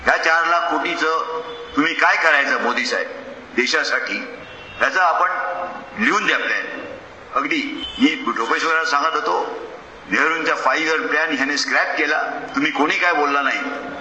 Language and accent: Marathi; Maharashtra, India; आमच्या कोकणात लोक फक्त डाळ आणि भात बस